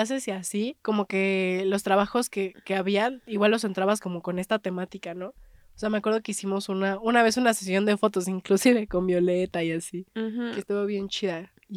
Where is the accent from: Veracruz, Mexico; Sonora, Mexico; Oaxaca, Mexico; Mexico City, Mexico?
Oaxaca, Mexico; inclusive en Oaxaca, de donde yo soy